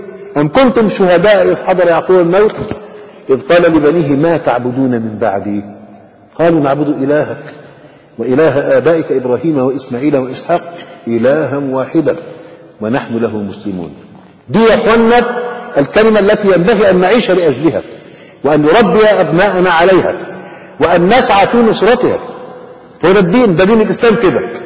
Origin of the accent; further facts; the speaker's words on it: Egypt; لكن عندنا في مصر مثلا